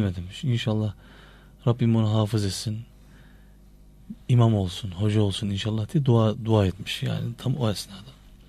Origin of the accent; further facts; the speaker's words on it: Erzurum, Turkey; Aynı mahallede doğduk, büyüdük.